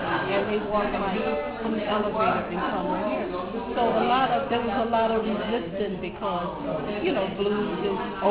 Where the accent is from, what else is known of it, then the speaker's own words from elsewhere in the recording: the South, United States; because I'm like from the South, the old school.